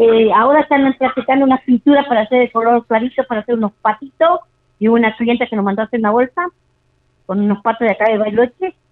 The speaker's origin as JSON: {"language": "Spanish", "country": "Argentina", "said": "como bien argentina que soy yo, que nací el 9 de julio, el Día de la Patria."}